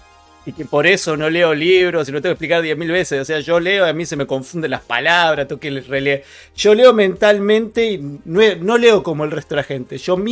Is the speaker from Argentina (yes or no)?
yes; Argentina; hoy en Neuquén es insoportable. Y así todo estoy tomando mate. ¿Por qué? Porque soy argentino. Digo, porque soy argentino y no me pienso ir del país.